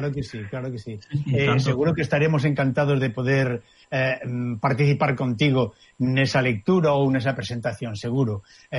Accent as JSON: {"language": "Galician", "region": "Galicia", "country": "Spain", "tie": "born there", "said": "moitos dos que nacemos en Galicia tivemos que coller esa maleta"}